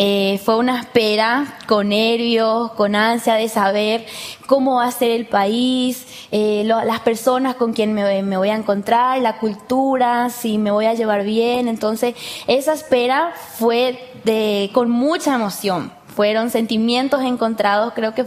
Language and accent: Spanish; Ciudad del Este, Alto Paraná, Paraguay; soy de Ciudad del Este, de Paraguay. Tengo 23 años y estoy terminando la carrera de psicología.